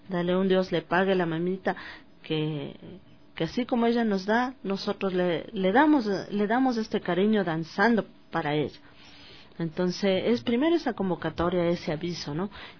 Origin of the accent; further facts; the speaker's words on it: Ecuador; O sea, todos somos un pueblo, somos ecuatorianos en sí.